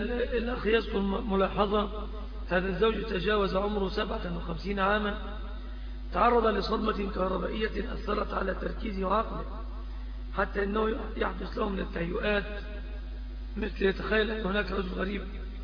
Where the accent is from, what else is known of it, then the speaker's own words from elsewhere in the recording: Egypt; الذي عم وطغى في بلادنا مصر